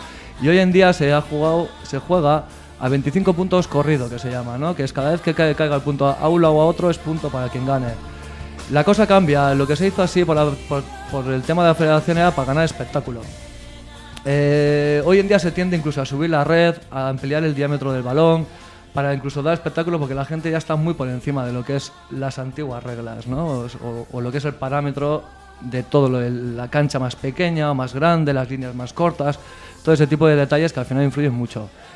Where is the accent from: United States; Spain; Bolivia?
Spain; Galdakao, Basque Country; Bueno, yo soy de Galdakao, un pueblo de Vizcaya.